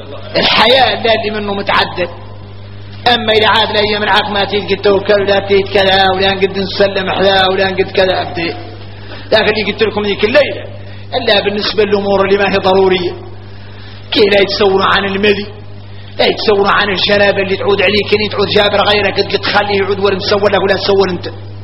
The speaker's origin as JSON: {"language": "Arabic", "country": "Mauritania", "said": "عندنا إحنا موريتاني"}